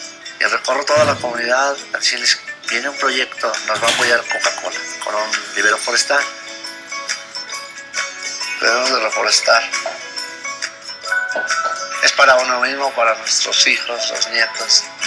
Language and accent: Spanish; San Sebastián Capulines, Chiapas, Mexico; born there; yo nací aquí en San Sebastián Capulines. Muy difícil vivir acá, pues no hay nada.